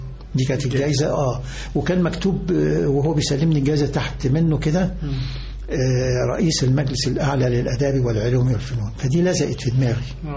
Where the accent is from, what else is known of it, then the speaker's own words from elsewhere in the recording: Alexandria, Alexandria Governorate, Egypt; فلاح بسيط جدا أساسا، من الباكور منوفية أبويا وأمي، إنما أنا من وليد الإسكندرية وتعلمت في جامعة الإسكندرية في الأساس، يعني كلية العلوم جامعة الإسكندرية.